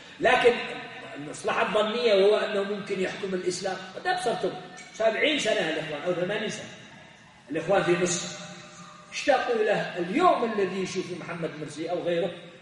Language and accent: Arabic; Yemen; عندنا في اليمن